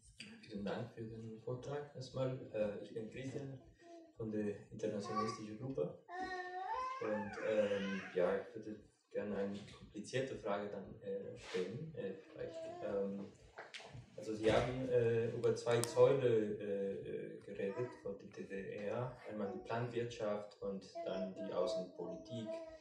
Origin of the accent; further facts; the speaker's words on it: Mexico; Ich komme aus Mexiko, ich habe es gesehen, also es hat eine Wirkung auch da.